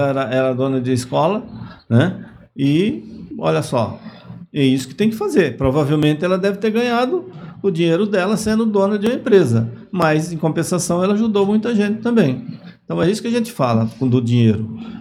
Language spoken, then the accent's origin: Portuguese; Bahia, Brazil; lá na Bahia, da minha terra.